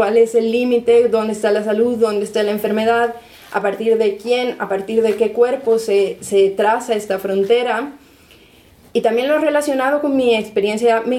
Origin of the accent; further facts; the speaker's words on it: Bolivia; moved away as an adult; also born or lived in United States; now in Spain; Yo soy de Bolivia, me fui a los 18, llevo bastante tiempo en España, pero luego he vivido en Estados Unidos